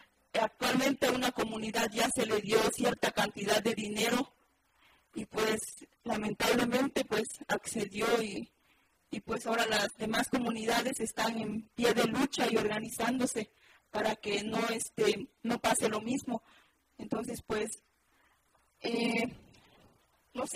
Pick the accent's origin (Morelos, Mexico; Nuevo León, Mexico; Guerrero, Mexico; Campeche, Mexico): Guerrero, Mexico; Malinaltepec; También soy de Malinaltepec, donde actualmente pues en la Costa Montaña se estamos viviendo esta situación